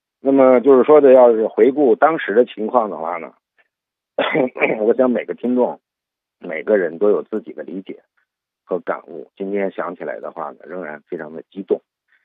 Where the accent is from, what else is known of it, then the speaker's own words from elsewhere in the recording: Beijing, China; 我们国人，我们北京人呢，真正感受奥林匹克运动和精神的话呢，也就是从2001年开始。